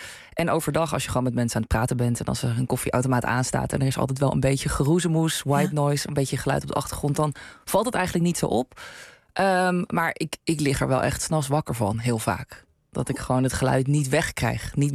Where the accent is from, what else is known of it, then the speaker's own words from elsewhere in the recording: North Brabant, Netherlands; Ik ben een Brabander, ja, ik heb geen idee.